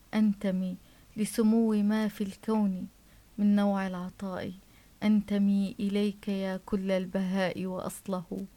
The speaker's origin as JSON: {"language": "Arabic", "town": "Homs", "region": "Homs Governorate", "country": "Syria", "tie": "born or raised there", "also_born_or_lived": "Damascus", "lives_now": "Tartus, Syria", "said": "أنني ولدت في دمشق، طفولتي ومراهقتي في حمص، وتخرجت والآن في طرطوس. فعشنا فيما في مع جميع أبناء سوريا."}